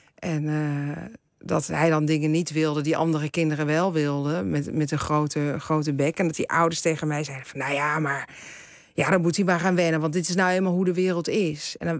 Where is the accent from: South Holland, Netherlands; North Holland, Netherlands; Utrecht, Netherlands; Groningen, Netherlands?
South Holland, Netherlands; The Hague; ik ben natuurlijk weer van de generatie daarna. Dus ik ben in Den Haag geboren en getogen.